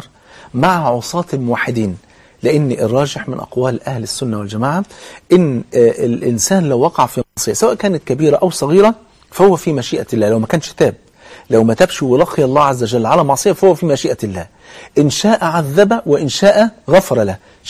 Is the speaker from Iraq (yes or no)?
no; Egypt; زي ما انا كده كمصري مثلا بلغه مصر